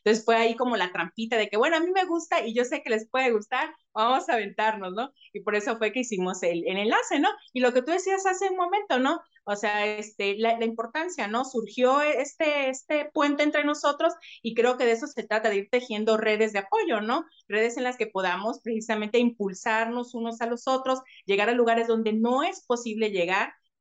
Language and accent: Spanish; Villahermosa, Tabasco, Mexico; now in Veracruz, Mexico; no soy de Veracruz, ¿eh? Yo soy de Villahermosa, Tabasco, soy avecindada de aquí, ¿no?